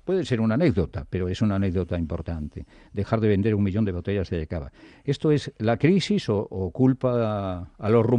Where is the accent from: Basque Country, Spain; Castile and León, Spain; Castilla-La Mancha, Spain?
Castile and León, Spain; Yo no voy a dejar de querer a Cataluña y no voy a dejar de querer a mi tierra, a mi Bierzo que usted conoce.